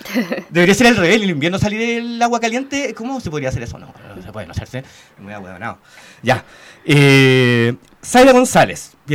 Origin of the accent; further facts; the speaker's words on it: San Bernardo, Santiago Metropolitan Region, Chile; Barriada, yo soy de San Bernardo, un poco más sur.